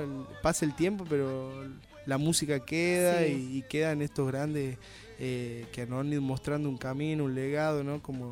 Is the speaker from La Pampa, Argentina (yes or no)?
no; Jujuy, Argentina; conocer la poesía de mi tierra, de Jujuy.